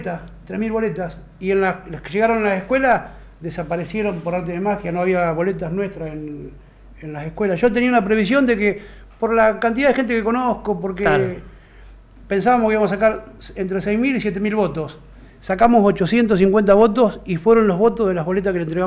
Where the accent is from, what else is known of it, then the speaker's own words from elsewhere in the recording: Cañuelas, Buenos Aires Province, Argentina; moved away; Pero cuando me fui de Cañuelas, yo me fui con una idea muy, muy marcada. Le dije a Dios, no me quiero morir sin hacer algo por mi ciudad.